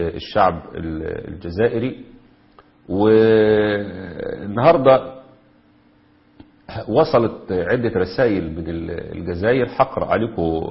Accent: Egypt; عندنا في مصر كده

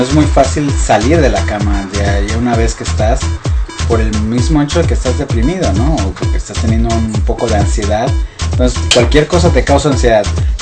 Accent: Mexico City, Mexico; nosotros venimos de la Ciudad de México

